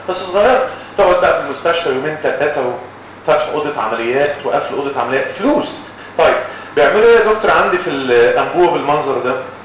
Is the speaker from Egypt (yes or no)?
yes; Egypt; امال احنا بنعمل ايه عندنا في مصر؟